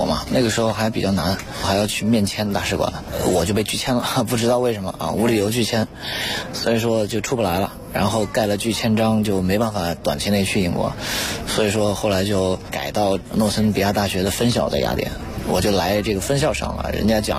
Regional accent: China; moved away as an adult; now in Greece; 我呢是来自中国的留学生，我18岁出来，

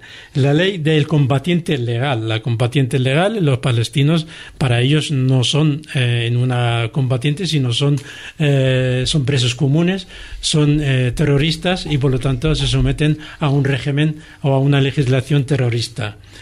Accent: Central District, Israel; yo soy de un pueblo cerca del aeropuerto de Tel Aviv, y mi pueblo es una montaña

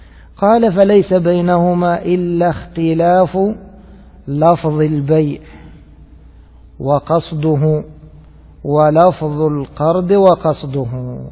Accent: Egypt; كما هو المتعارف عليه في بلادنا مصر

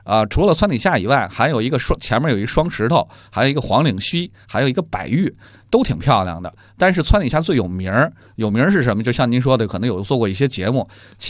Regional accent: Shijingshan, Beijing, China; 我是石景山长大的，

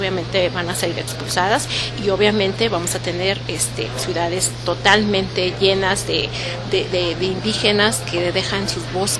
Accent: Mexico; un recurso natural que tenemos como mexicanos

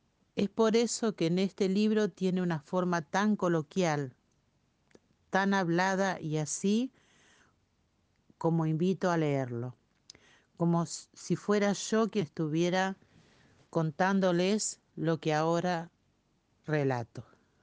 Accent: Santa Fe, Argentina; una vez que pude regresar a Santa Fe y no volver atrás.

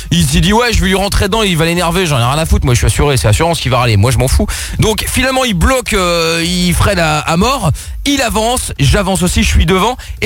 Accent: Portugal; je suis portugais, donc j'ai le sang un peu plus chaud

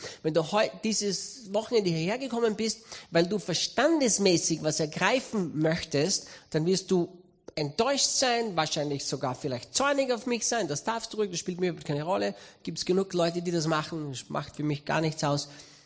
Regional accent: Austria; Ich bin aufgewachsen in der Pfingstgemeinde in Österreich hier. Mein Papa war Pastor in der Pfingstgemeinde und ich bin von Kind auf in der Freien Christengemeinde in Österreich aufgewachsen.

